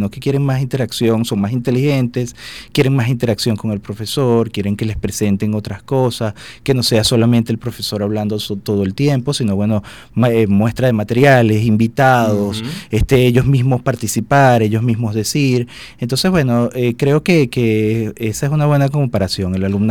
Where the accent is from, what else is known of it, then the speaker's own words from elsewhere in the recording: Puerto Cabello, Carabobo, Venezuela; Yo soy de Puerto Cabello y mi papá es de Caracas, era de Caracas, que en paz descanse, y siempre nos traía acá a Caracas